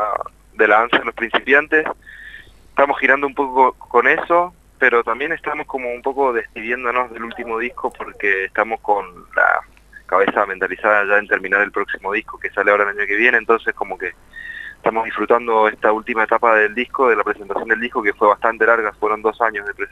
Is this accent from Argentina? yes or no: yes; Mendoza, Argentina; now in Buenos Aires, Argentina; porque nosotros venimos de Mendoza y en Capital, estamos viviendo en Capital ya hace muchos años